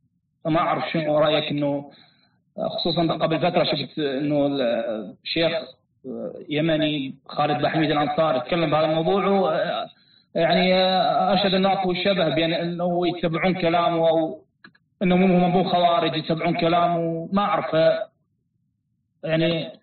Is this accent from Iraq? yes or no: yes; Iraq; شيخ أنا من العراق